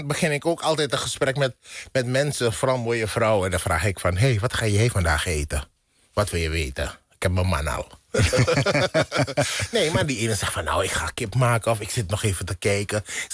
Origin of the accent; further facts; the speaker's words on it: Netherlands; Omdat wij hier in Nederland als Nederlander de hongersnood hebben meegemaakt.